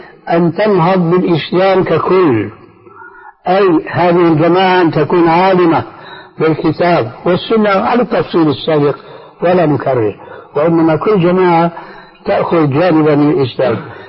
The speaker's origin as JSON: {"language": "Arabic", "country": "Syria", "said": "يعني كما يقولون عندنا في سوريا في لغة العامة"}